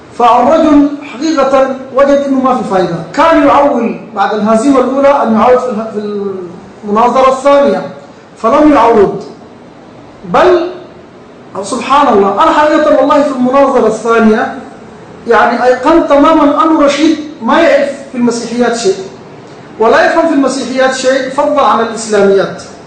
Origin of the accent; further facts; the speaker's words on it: Sudan; ولا تحتاج إلى قراءة أو إلى درس عصر كما يقال عندنا في السودان